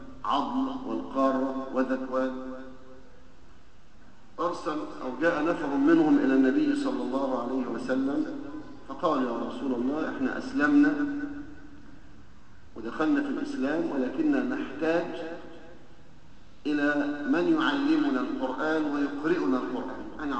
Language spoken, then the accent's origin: Arabic; Egypt; ونحن كما نعلم بنمر بشدائد ونوازل في بلدنا مصر